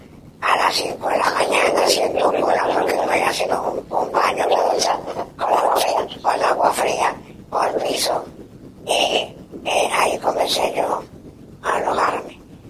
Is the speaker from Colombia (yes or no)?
yes; Tuluá, Valle del Cauca, Colombia; yo vengo de Tuluá.